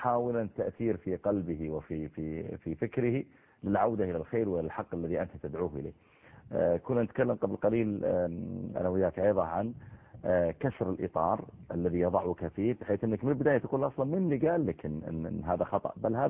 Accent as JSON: {"language": "Arabic", "country": "Saudi Arabia", "said": "هو المهر اللي موجود عندنا في السعودية"}